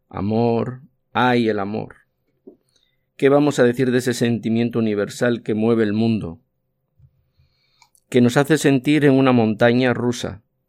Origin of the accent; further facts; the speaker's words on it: Asturias, Spain; Soy un asturiano al que le gusta la fotografía.